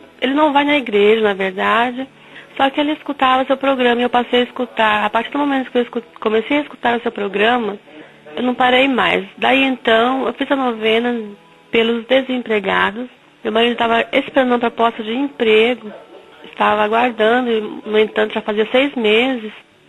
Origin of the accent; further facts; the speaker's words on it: Cascavel, Paraná, Brazil; sou de Cascavel, filha de Deus.